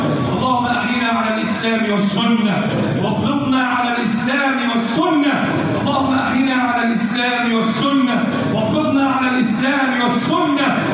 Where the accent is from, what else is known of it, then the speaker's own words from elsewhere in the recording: Egypt; اللهم احفظ بلدنا مصر وسائر بلاد